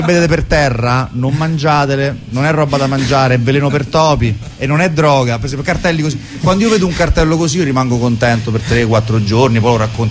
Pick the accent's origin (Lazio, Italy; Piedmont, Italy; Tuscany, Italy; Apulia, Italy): Lazio, Italy; Viterbo; perché anche se siamo di Viterbo suoniamo a Roma una volta ogni due mesi circa